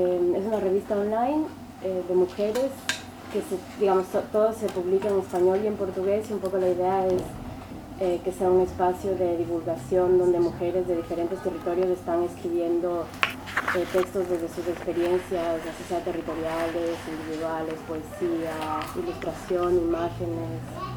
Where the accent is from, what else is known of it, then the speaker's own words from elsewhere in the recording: Ecuador; de Ecuador